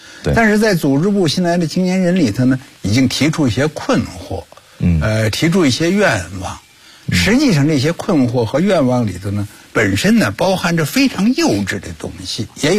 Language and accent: Chinese; Beijing, China; 我出生在1934年出生，出生3年就赶上日本军队这个卢沟桥事变，占领北京，然后我小学阶段是在日伪统治下度过的小学阶段